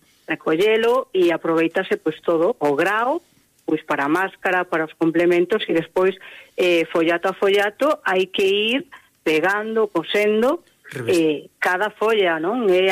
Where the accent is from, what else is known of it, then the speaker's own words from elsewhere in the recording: Galicia, Spain; como boa galega e entroideira, pois quero transmitilo, non?